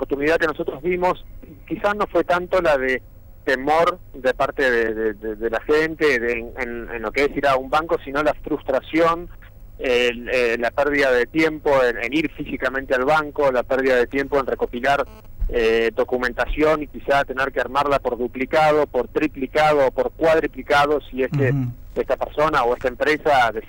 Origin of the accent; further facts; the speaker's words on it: Argentina; now in Miami, United States; Así es, soy argentino.